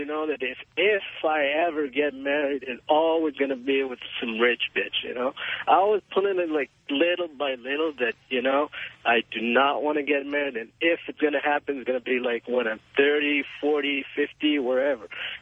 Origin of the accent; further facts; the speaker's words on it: Israel; I'm from Israel, 28, going to be 29.